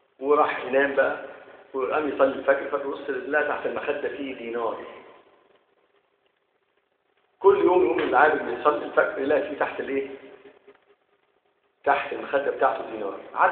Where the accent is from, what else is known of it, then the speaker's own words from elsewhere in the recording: Egypt; اللهم اجعل بلدنا مصر امنة مطمئنة